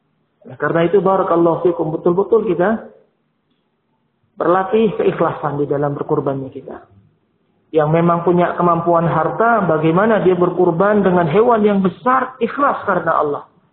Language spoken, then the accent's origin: Indonesian; Purworejo, Central Java, Indonesia; kalau di kampung halaman saya dulunya di mana Purworejo sana